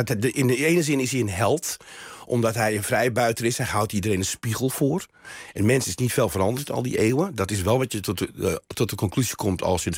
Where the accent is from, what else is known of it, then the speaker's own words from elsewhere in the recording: Amsterdam, North Holland, Netherlands; born there; Ja, ik ben geboren Amsterdammer.